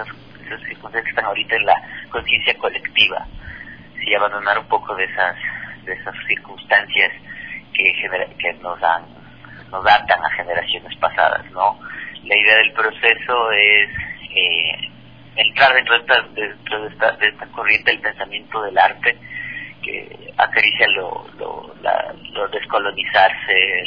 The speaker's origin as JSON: {"language": "Spanish", "country": "Ecuador", "said": "que somos los ecuatorianos, nos conocimos hace 2 años."}